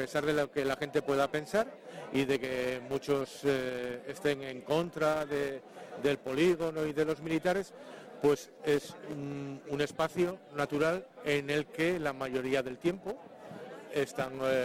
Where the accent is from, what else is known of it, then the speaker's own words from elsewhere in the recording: Tudela, Navarre, Spain; De Tudela.